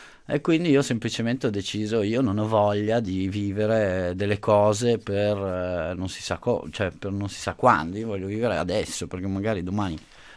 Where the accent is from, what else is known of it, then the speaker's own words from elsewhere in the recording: Milan, Lombardy, Italy; born there; io sono nato a Milano, ho una famiglia normalissima di Milano